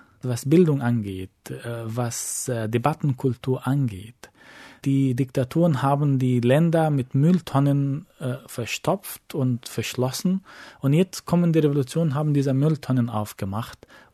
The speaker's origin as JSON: {"language": "German", "country": "Egypt", "tie": "born or raised there", "said": "Ich bin in Ägypten aufgewachsen, in einer Gesellschaft, wo es verboten war, dass 5 Menschen sich auf der Straße versammeln, wenn sie nicht zu der gleichen Familie gehören."}